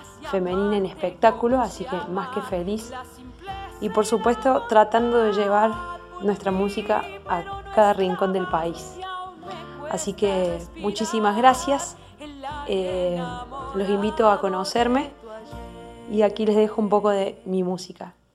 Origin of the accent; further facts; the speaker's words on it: Jesús María, Córdoba, Argentina; de Jesús María Córdoba.